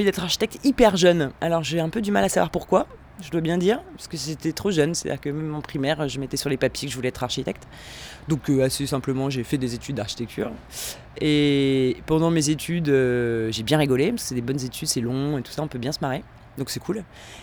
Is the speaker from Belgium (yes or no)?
no; Lyon, Auvergne-Rhône-Alpes, France; born there; moi je suis née à Lyon. D'ailleurs, j'habite à Lyon, donc c'est un peu, je suis aussi un peu nomade parce que je vis dans les trains.